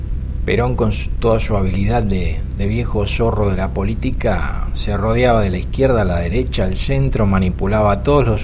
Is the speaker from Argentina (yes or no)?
yes; Argentina; la historia de mi pueblo, la historia del pueblo argentino